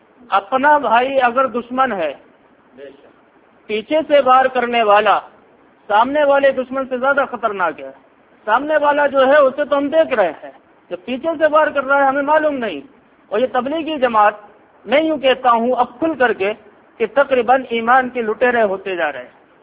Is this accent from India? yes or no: yes; Firozabad, Uttar Pradesh, India; میں فیروز آباد کی سرزمین میں گزشتہ 6 سالوں سے ہوں, فیروز آباد ہی کا رہنے والا ہوں, فیروز آباد ہی کی میری پیدائش ہے اور اب اس وقت فیروز آباد ہی میں کام کر رہا ہوں.